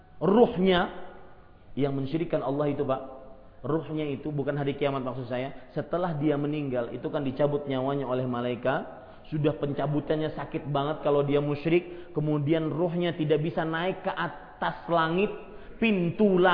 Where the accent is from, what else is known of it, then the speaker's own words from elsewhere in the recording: Banjarmasin, South Kalimantan, Indonesia; kalau di kota saya di Banjarmasin itu, ya, ada namanya raja-raja.